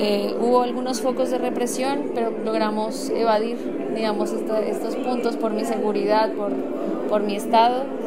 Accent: Pasto, Nariño, Colombia; now in Santiago, Chile; soy pastusa, feminista y mamá gestante. Actualmente vivo en Santiago de Chile.

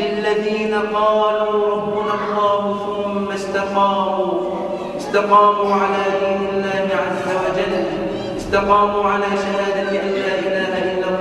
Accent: Egypt; اللهم اجعل بلدنا مصر

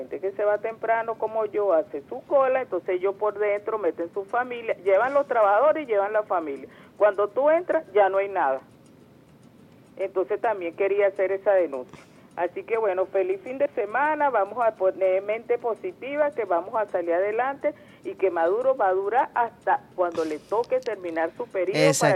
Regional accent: Venezuela; yo como pueblo, como venezolana que soy, que quiero mi país

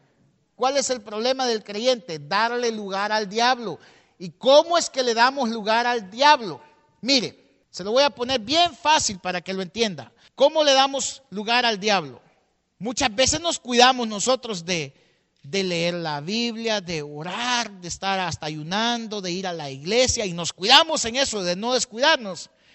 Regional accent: El Salvador; La mayoría aquí somos salvadoreños y tal vez usted vivió la guerra

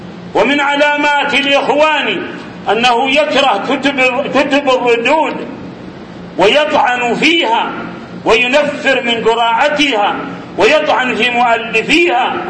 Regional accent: Saudi Arabia; ماذا يريد جماعة الإخوان عندنا في المملكة العربية السعودية

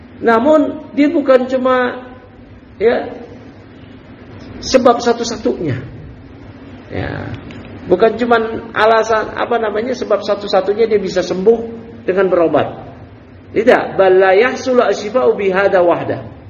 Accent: Bekasi, West Java, Indonesia; kita orang Bekasi yang kuntet-kuntet. Kecil-kecil.

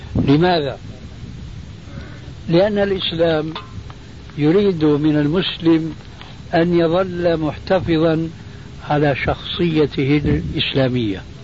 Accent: Syria; عندنا في سوريا تعلمون جميعا أنها كانت بلاد الرومان

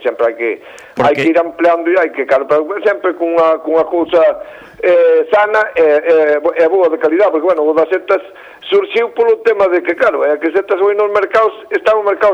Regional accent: Galicia, Spain; 3 somos galegos e 1 catalán

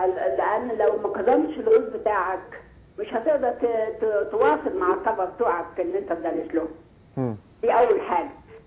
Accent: Germany; لا انا مش من القاهره، انا من المانيا. … من المانيا.

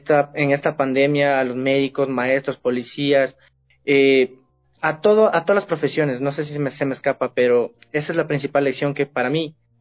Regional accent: Ecuador; como todo ecuatoriano creo yo lo vivió, en valorar a la familia

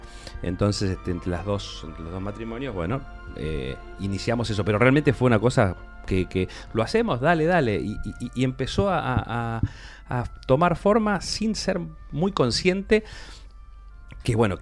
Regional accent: Quilmes, Buenos Aires Province, Argentina; la de niño acá en Quilmes, donde nací, En la calle Manuel Quintana.

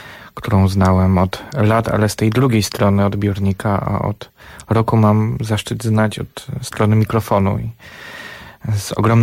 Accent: Żywiec, Silesian Voivodeship, Poland; moved away as an adult; urodziłem się w Żywcu, mieszkałem tam do 18 roku życia. To jest miasto, które jest chyba ładniejsze nawet od Paryża

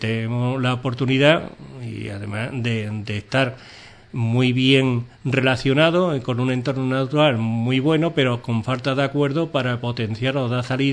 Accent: Andalusia, Spain; cosa que como gaditano y como perteneciente se ha hecho una promoción

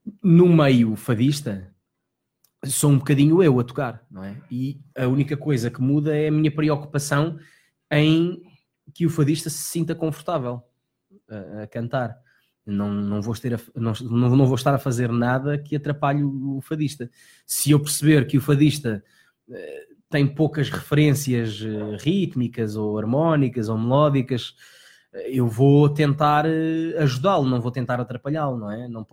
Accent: Lisbon, Portugal; O David Cardoso cresceu comigo, estudou comigo, é um amigo lá do meu bairro, é meu irmão lá do bairro da Graça.

